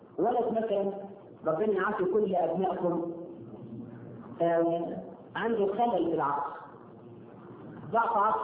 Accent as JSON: {"language": "Arabic", "country": "Egypt", "said": "إحنا كمصريين ولا في حد عايزين نكسر طفل يتيم"}